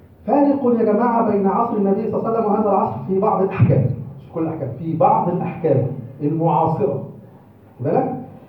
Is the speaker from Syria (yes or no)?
no; Egypt; فبقى في خلل في القضاء المصري عندنا في مصر